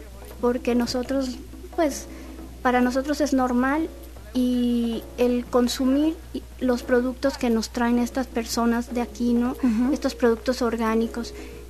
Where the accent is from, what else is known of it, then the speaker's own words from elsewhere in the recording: Mexico City, Mexico; moved away as an adult; Yo llegué de la Ciudad de México como diseñadora gráfica.